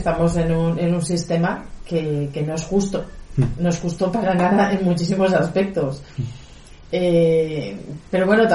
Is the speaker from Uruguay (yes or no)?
no; Madrid, Community of Madrid, Spain; yo vengo de Madrid, llevo viviendo aquí casi 2 años